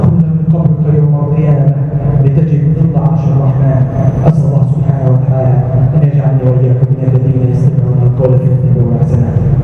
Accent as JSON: {"language": "Arabic", "country": "Egypt", "said": "اللهم ارزق بلادنا مصر الأمن والأمان،"}